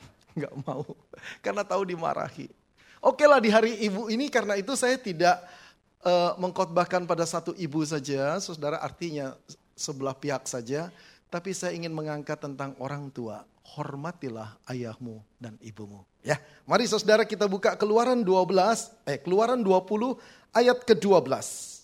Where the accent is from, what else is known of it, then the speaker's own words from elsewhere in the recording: Jakarta, Indonesia; now in Malang, Indonesia; cukup tua saudara ya, 60 tahun. Sudah belasan tahun saya di sana, walaupun saya berasal dari Jakarta, saya bersyukur Tuhan membawa saya ke Kota Malang